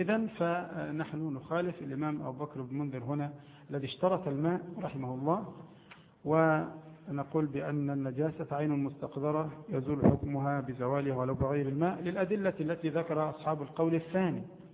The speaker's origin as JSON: {"language": "Arabic", "country": "Egypt", "said": "عندنا في مصر مثلا لا يأكلونه أبدا، نفسهم تعافوا"}